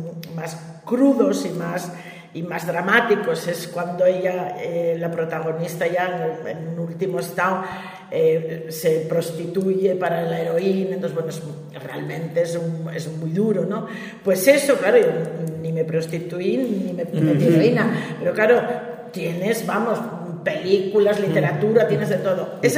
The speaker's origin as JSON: {"language": "Spanish", "town": "Gijón", "region": "Asturias", "country": "Spain", "said": "para los que somos de Gijón"}